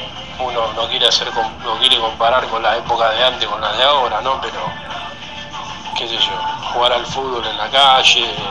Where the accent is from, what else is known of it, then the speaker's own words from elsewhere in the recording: Villa Soldati, Buenos Aires, Argentina; soy acá de Villa Soldati.